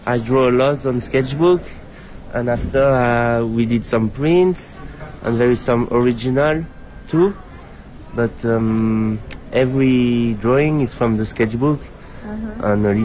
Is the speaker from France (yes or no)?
yes; France; English is a second language; now in Brussels, Belgium; I'm from France, and I live in Bruxelles, Belgium.